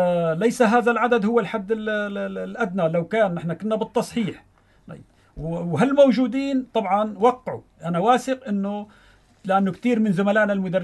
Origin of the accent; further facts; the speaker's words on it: Syria; وبالجزائر هناك في تقنية أكثر من عندنا في سوريا